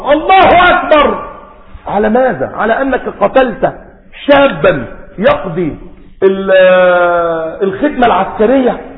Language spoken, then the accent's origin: Arabic; Egypt; جعل بيت المقدس عندنا في مصر في سيناء